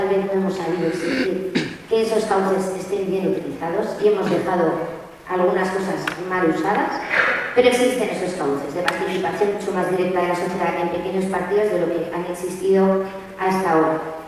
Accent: Murillo de Gállego, Aragon, Spain; En mi pueblo estamos afectados, Murillo de Gallego, uno de los mejores de Aragón, sino el mejor

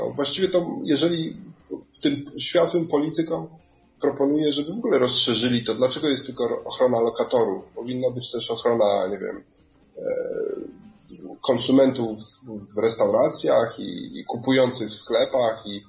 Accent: Kenya; Mimo, że sam pochodzę z Kenii i coś tam, że nie powinienem tego mówić

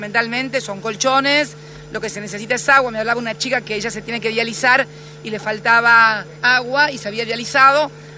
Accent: Tolosa, Buenos Aires Province, Argentina; Mirá, yo soy vecina de Tolosa, de muy chica.

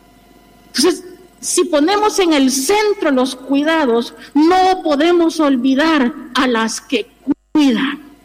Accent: El Salvador; now in Spain; desde mi mirada latinoamericana, yo soy de El Salvador, yo he podido contemplar cuando vine aquí en el año 2009

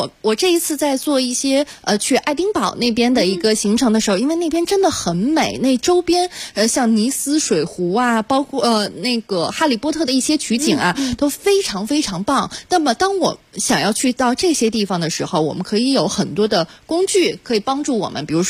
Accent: Beijing, China; 我就是来自于北京。

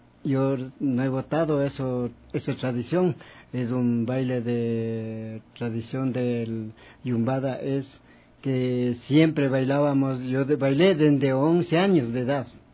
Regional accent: Pichincha, Ecuador; Nosotros somos del barrio de la Tola Chica número 3.

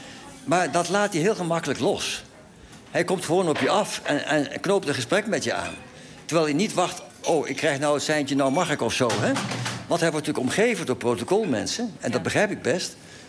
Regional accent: Eindhoven, North Brabant, Netherlands; ik kom uit Eindhoven.

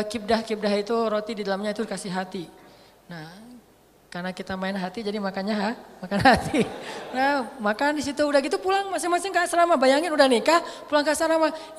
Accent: Aceh, Indonesia; Saya orang Aceh lagi waktu itu masih Aceh banget lah ya, masih ngomongnya mah blak-blakan, jelep gitu.

